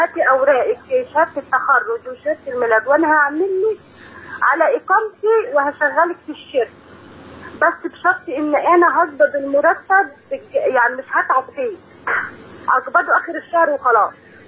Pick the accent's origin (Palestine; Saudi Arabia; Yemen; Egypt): Egypt; Kafr El Sheikh, Kafr El Sheikh Governorate; انا من كفر الشيخ